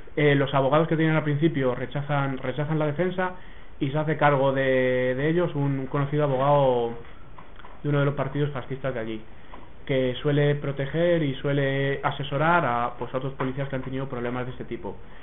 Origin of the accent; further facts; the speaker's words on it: Barcelona, Catalonia, Spain; concretamente nosotros que venimos de Barcelona